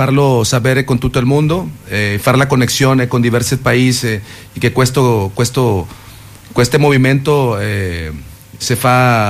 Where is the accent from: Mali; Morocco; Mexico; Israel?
Mexico; Monterrey, Nuevo León; Italian is a second language; io sono della città di Monterrey, Nuovo León, dove è … dove sta tutto questo movimento della cumbia che arriva da Colombia